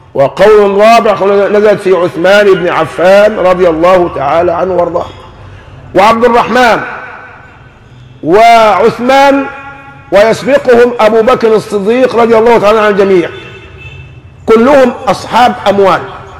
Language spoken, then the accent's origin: Arabic; Egypt; نحن كمصريين عورنا في عدم العمل